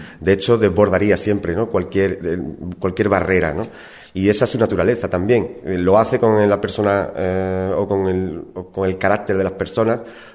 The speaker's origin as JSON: {"language": "Spanish", "region": "Andalusia", "country": "Spain", "said": "para que fuéramos 2 andaluces, y me ha permitido invitar a uno. Yo lo he hecho con un artista de mi pueblo y un gran amigo."}